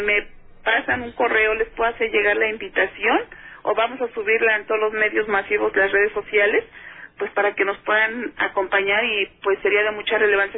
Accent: Mexico; a muchos de nosotros mexicanos, porque somos mexicanos, nos permitan recobrar esta identidad

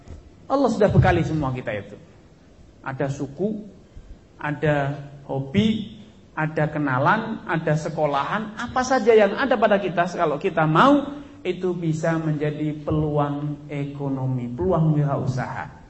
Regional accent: West Nusa Tenggara, Indonesia; moved away; dia saya orang Lombok. Tapi kan kita ada kesamaan, perantau, pendatang

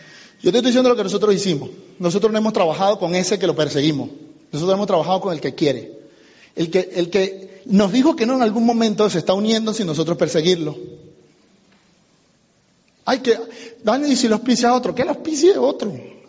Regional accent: Venezuela; now in United States; Ah, sí, yo soy venezolano, somos vecinos.

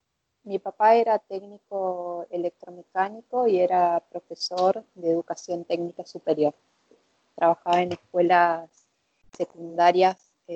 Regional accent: Chaco, Argentina; yo soy del Chaco, nací en el Chaco en el 77. Mi familia está conformada por mis padres, mi papá ya fallecido. Somos 5 mujeres

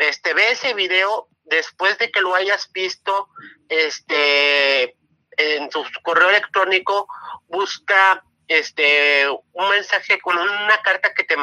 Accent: Puerto Vallarta, Jalisco, Mexico; soy de aquí de Puerto Vallarta.

